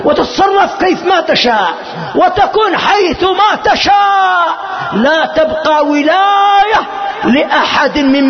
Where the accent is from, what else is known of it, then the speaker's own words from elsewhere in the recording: Yemen; ما حصل عندنا في اليمن قبل مدة قريبة